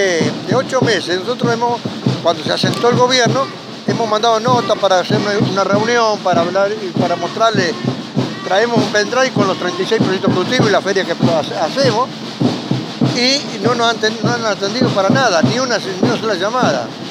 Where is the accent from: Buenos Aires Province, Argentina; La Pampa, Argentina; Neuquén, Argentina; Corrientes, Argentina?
Buenos Aires Province, Argentina; Florencio Varela; Somos de Florencio Varela.